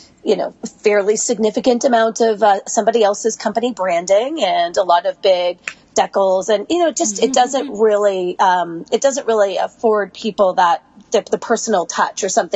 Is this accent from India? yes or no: no; Canada; also born or lived in London / Sydney; now in United States; I am Canadian, but I left Canada, and I've worked in London and Europe and Sydney and Australia, and then lastly in the United States, based out of New York.